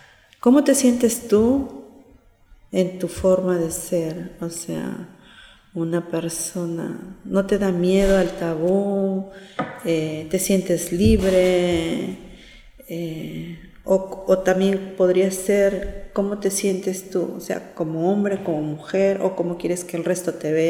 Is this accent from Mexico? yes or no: no; Peru; Me gustaría así terminar y en mi país, claro, vivir en mi casa, estar en Perú y ahí pasar ahí el resto de mis días allá, ¿sí?